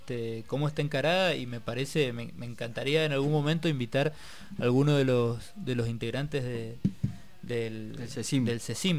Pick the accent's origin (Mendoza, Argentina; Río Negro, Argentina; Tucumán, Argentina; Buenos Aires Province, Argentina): Mendoza, Argentina; Uspallata; en Uspallata, que es el departamento de Las Heras, de donde soy oriundo.